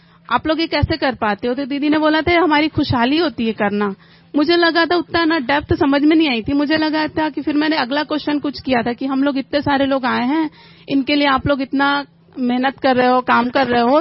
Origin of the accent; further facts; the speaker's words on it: Raipur, Chhattisgarh, India; मैं रायपुर से हूँ।